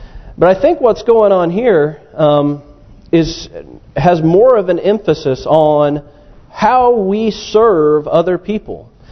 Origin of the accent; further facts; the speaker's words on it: Missouri, United States; Now, I grew up in Missouri, which is the show me state.